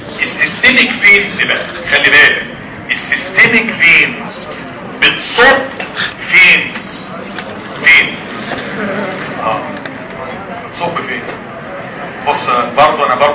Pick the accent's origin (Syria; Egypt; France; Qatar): Egypt; احنا كلنا كمصريين بنغلط فيها كل الفئات الشعب بتغلط فيها